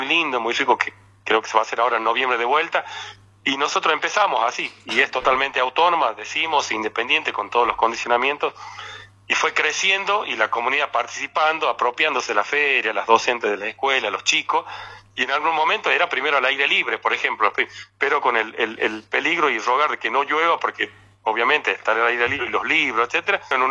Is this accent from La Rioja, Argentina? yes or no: yes; La Rioja, Argentina; para quienes somos acá de La Rioja